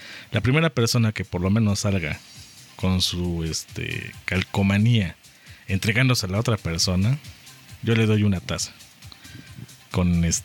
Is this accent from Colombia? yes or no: no; Puebla, Mexico; si nosotros queremos como poblanos, ¿no?, hacer algo diferente, lo podemos hacer.